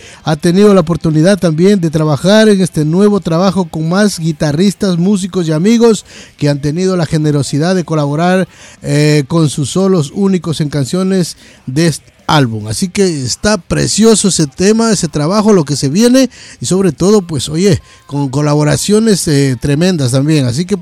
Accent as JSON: {"language": "Spanish", "country": "Ecuador", "said": "y allá en mi tierra querida, Ecuador"}